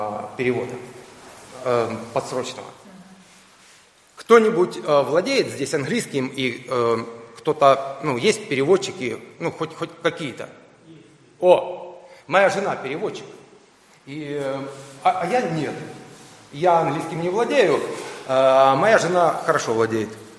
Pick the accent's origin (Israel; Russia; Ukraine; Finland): Ukraine; Я вырос в Советском Союзе, на Украине, я знаю все в этом плане.